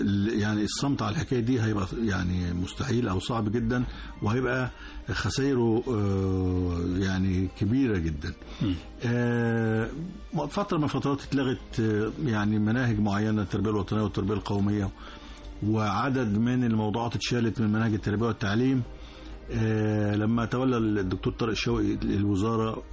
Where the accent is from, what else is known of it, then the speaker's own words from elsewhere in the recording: Egypt; فإحنا مصريين جنسية يعني نفتخر بها جدا